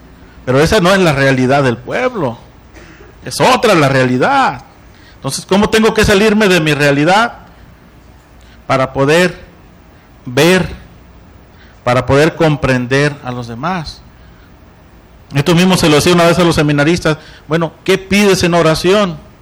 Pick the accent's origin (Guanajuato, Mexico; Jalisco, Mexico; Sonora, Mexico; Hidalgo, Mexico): Sonora, Mexico; now in Oaxaca, Mexico; Yo vengo del estado de Sonora. Yo estoy de misión en Oaxaca y es una cultura diferente que me he tenido que adaptar